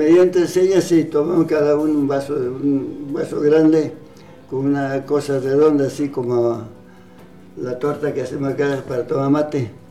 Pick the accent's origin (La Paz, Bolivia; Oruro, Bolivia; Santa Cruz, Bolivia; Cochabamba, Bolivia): Cochabamba, Bolivia; first language Quechua; nosotros somos bolivianos, somos de Cochabamba.